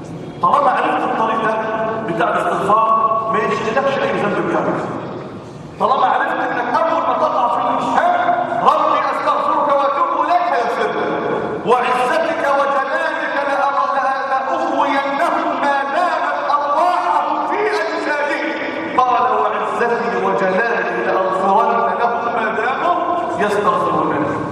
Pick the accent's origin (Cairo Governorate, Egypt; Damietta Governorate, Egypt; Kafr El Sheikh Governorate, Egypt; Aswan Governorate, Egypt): Damietta Governorate, Egypt; Damietta; عندنا في دمياط كوارث بنحضرها كوارث